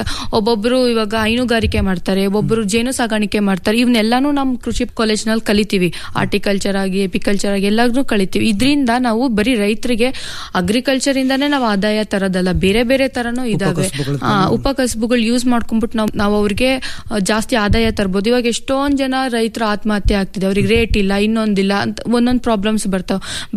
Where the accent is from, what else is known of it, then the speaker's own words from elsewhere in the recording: Chikkabennur, Karnataka, India; ನಾನು ಮೂಲತಃ ಚಿಕ್ಕಬೆನ್ನೂರು ಗ್ರಾಮದ ಚಿತ್ರದುರ್ಗ ಜಿಲ್ಲೆಯವಳು.